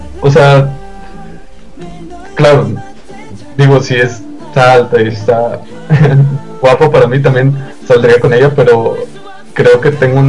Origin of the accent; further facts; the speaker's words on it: Monclova, Coahuila, Mexico; born there; now in Monterrey, Mexico; Nací en Coahuila, Moncloa.